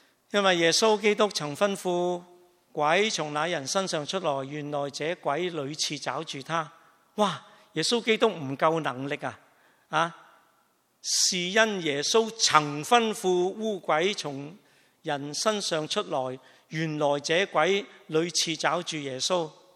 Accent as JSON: {"language": "Cantonese", "country": "China", "said": "我哋中国人讲句最俗嘅说话，叫读屎片"}